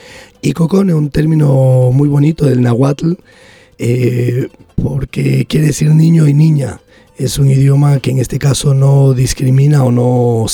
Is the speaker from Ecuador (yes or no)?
yes; Ecuador; En mi caso, por ejemplo, yo soy de Ecuador, donde ahora mismo la situación está muy complicada.